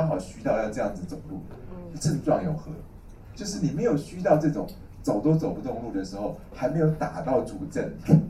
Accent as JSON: {"language": "Chinese", "country": "China", "said": "我们中国人有一句话叫做“虚不受补”。"}